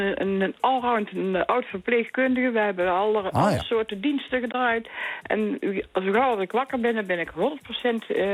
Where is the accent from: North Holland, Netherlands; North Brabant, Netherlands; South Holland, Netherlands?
North Brabant, Netherlands; Wij zijn Brabanders. Wij hebben sowieso al zeg maar het hart op de tong.